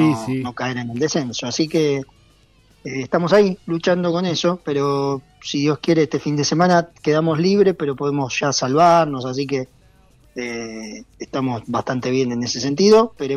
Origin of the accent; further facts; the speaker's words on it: Argentina; Somos así los argentinos somos bastante difíciles en ese sentido.